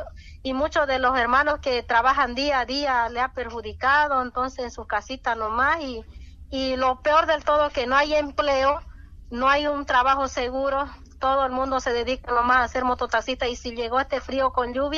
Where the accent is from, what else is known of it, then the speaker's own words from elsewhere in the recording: Bolivia; cuando todos lo sabemos como bolivianos.